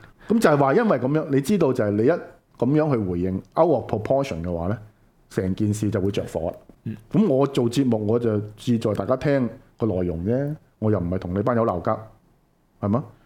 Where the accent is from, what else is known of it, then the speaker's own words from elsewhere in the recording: Hong Kong; 香港人作為一個喺香港土生土長咁多年